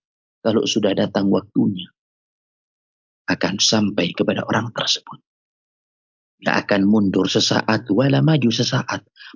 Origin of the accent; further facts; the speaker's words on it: Pasuruan, East Java, Indonesia; Di kota saya di Pasuruan, ada seorang jutawan.